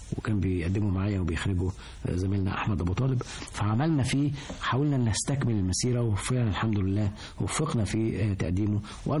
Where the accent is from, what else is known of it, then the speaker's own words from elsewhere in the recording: Egypt; احنا ابناء مصر لكن هم عايشين مع مصر وبيحبوها حب